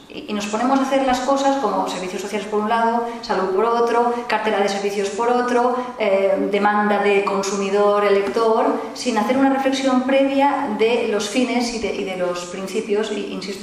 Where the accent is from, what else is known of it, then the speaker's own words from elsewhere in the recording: Catalonia, Spain; yo me considero paciente catalana